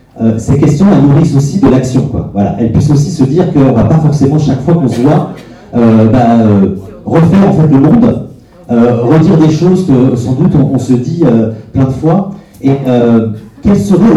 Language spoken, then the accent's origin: French; Marseille, Provence-Alpes-Côte d'Azur, France; moi, je suis marseillais et je suis nourri d'une expérience depuis assez longtemps d'un contexte en fait qui est très particulier à Marseille.